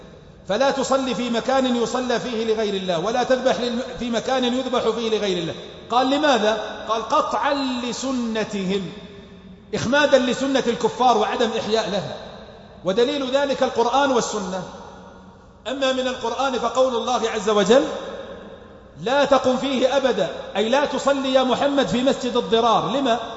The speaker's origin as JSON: {"language": "Arabic", "region": "south", "country": "Saudi Arabia", "accent": "southern", "said": "هذه لهجتنا اهل الجنوب"}